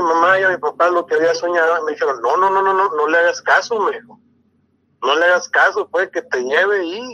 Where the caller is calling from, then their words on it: Hermosillo, Sonora, Mexico; de Hermosillo, Sonora